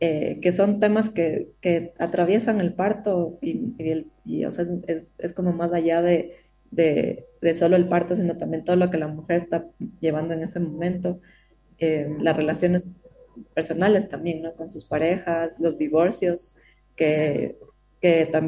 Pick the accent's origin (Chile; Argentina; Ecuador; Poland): Ecuador; yo que soy ecuatoriana también, que ya soy partera.